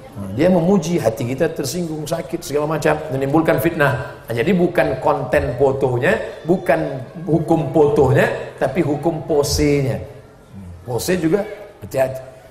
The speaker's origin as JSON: {"language": "Indonesian", "region": "Riau", "country": "Indonesia", "tie": "born or raised there", "said": "Tapi saya tidak pernah bawa mazhab itu ke kampung saya di Riau."}